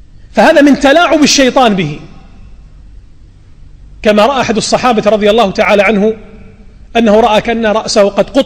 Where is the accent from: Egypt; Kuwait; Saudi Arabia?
Kuwait; التعليم السيء عندنا في الكويت الذي يقتل المواهب ويقتل الإبداعات